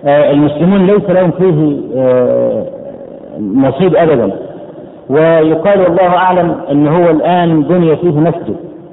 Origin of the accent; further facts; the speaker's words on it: Egypt; اول ما عرف ان انا من مصر قال برامدس برامدس يعني الاهرام